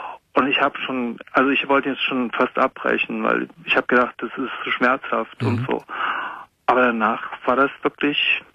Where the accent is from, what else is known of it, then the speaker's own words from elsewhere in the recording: Münster, North Rhine-Westphalia, Germany; Ich bin aus Münster in Westfalen.